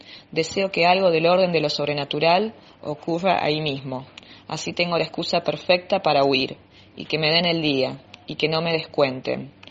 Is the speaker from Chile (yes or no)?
no; Santa Fe, Argentina; soy de Santa Fe.